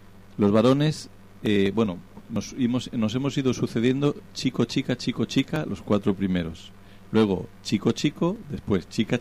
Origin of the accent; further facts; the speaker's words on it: Cuenca, Castilla-La Mancha, Spain; born there; Pues nací en Cuenca, que es capital de la provincia también Cuenca, de España.